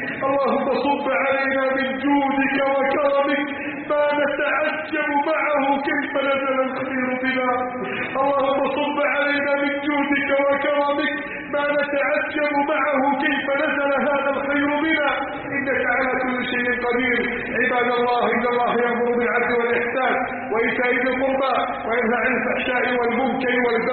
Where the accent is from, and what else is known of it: Egypt